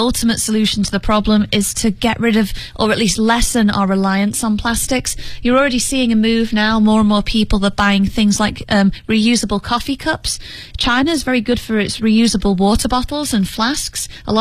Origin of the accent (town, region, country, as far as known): United Kingdom